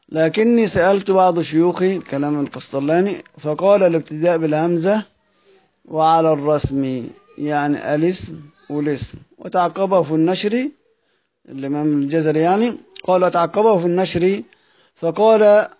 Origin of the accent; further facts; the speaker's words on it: Egypt; احنا أصلا بنقولها عندنا في مصر الكلام ده، الأحمر والأحمر والأخضر وهكذا بنقرأ بنتكلم احنا كل المصريين